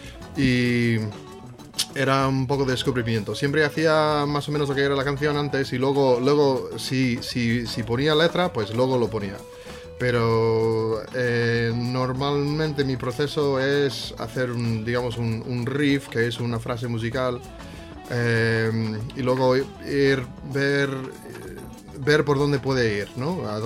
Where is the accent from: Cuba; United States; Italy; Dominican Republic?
United States; Spanish is a second language; soy de Estados Unidos. Pero claro, como todos somos parte, o sea, bueno, partes de. Bueno, yo soy partes europeas asambladas en Estados Unidos. Entonces. De herencia, bueno, o sea, irlandés